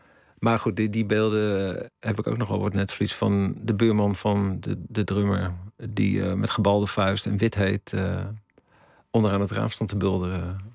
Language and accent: Dutch; Ermelo, Gelderland, Netherlands; Ik ben in Ermelo opgegroeid.